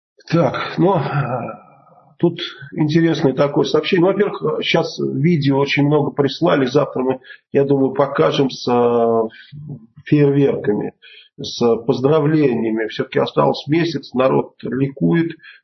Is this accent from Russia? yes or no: no; Bulgaria; Мы вообще из Болгарии, я болгарин, поэтому это нормальная фамилия для болгарина.